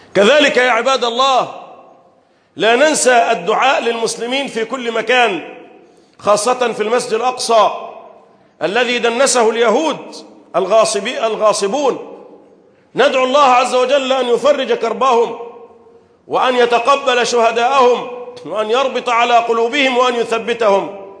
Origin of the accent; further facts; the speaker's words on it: Egypt; اللهم احفظ بلدنا مصر وسائر بلاد